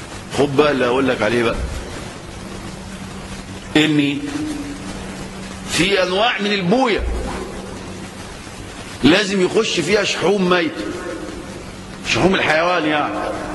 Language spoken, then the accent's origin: Arabic; Egypt; طيب احنا عندنا في مصر بنزكي وناخد ونعمل